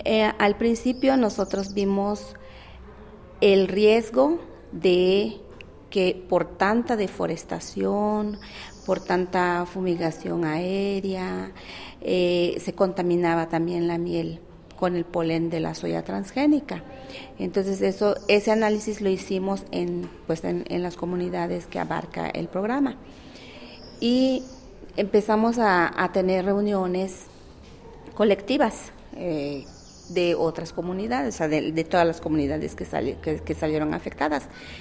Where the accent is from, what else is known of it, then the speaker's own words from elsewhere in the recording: Hopelchén, Campeche, Mexico; Buenas tardes … vengo del estado de Campeche, municipio de Jopelchen